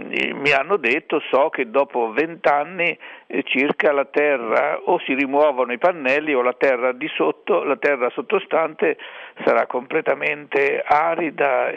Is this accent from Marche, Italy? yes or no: yes; Colle del Tronto, Marche, Italy; born there; Ho visto la collina del mio paese di nascita, che è Colle del Tronto